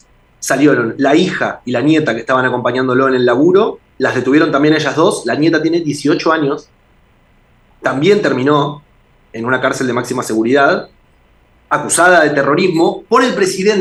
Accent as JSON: {"language": "Spanish", "town": "Del Viso", "region": "Buenos Aires Province", "country": "Argentina", "tie": "born or raised there", "said": "Además, yo crecí en Del Viso"}